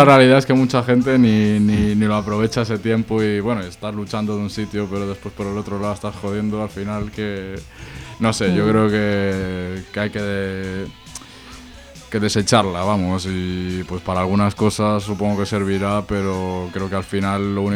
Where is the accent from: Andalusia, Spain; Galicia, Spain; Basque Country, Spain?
Galicia, Spain; que soy gallego? Ese problema no lo tengo.